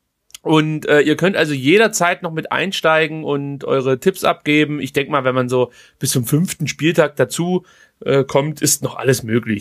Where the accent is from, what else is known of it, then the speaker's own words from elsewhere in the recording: Baden-Württemberg, Germany; da bin ich Schwabe.